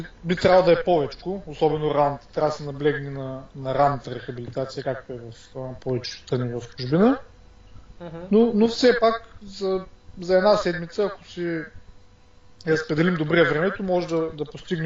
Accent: Varna, Varna Province, Bulgaria; От Варна съм.

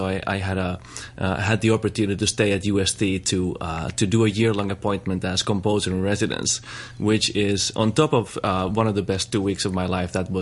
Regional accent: Finland; English is a second language; moved away as an adult; now in United States; So I'm originally from Finland, and I've lived in the States for the past 10 years.

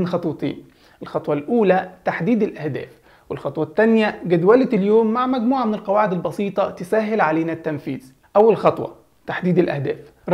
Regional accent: Egypt; عندنا في مصر بيقولوا إن حتى غير المسلمين بيحبوا رمضان،

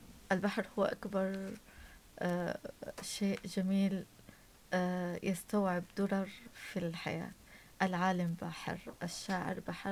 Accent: Homs, Homs Governorate, Syria; also born or lived in Damascus; now in Tartus, Syria; أنني ولدت في دمشق، طفولتي ومراهقتي في حمص، وتخرجت والآن في طرطوس. فعشنا فيما في مع جميع أبناء سوريا.

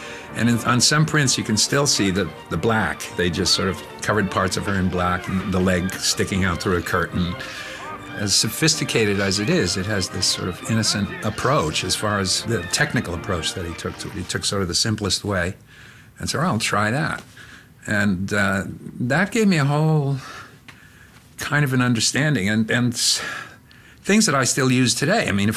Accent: New York, United States; moved away as an adult; now in Pittsburgh, United States; I grew up in New York, moved to Pittsburgh to go to school, and I still live there.

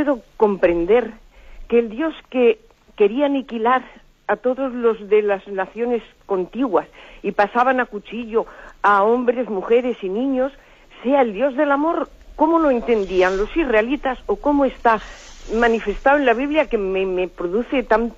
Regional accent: Madrid, Community of Madrid, Spain; de Madrid y tengo una duda

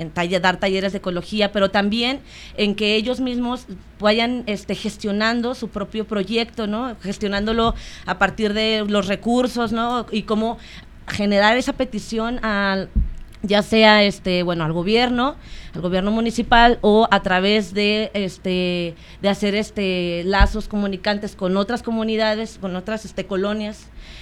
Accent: Ciudad Juárez, Chihuahua, Mexico; born there; soy, bueno, nací en Ciudad Juárez. Mi familia está ahorita en Ciudad Juárez

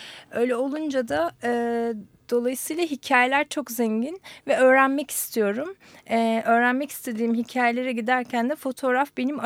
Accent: Istanbul, Turkey; İstanbul doğumluyum. Hı-hı. İstanbul'da büyüdüm.

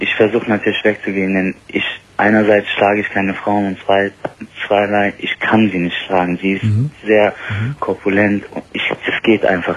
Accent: Bonn, North Rhine-Westphalia, Germany; Ich komme aus Bonn, bin 24, wie gesagt, studiere

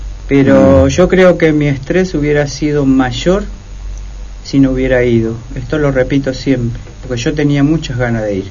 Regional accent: General José de San Martín, Chaco, Argentina; General José de San Martín, Chaco.

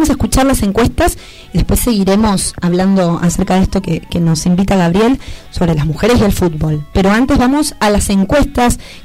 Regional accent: Argentina; esto que nos caracteriza como argentinos y argentinas

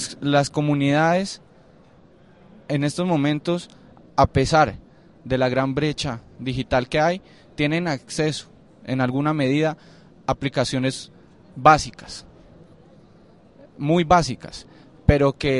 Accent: Cali, Valle del Cauca, Colombia; now in Bogotá, Colombia; yo vivo aquí en Bogotá y soy de Cali.

